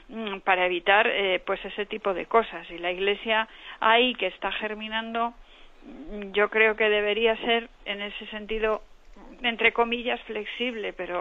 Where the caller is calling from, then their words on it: Santander, Cantabria, Spain; de Santander.